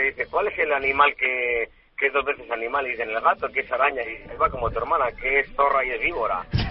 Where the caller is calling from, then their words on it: San Sebastián, Basque Country, Spain; Desde San Sebastián.